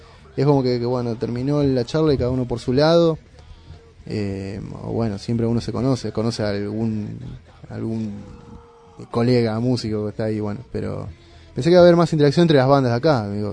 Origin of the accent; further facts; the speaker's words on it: Moreno, Buenos Aires Province, Argentina; yo soy de Moreno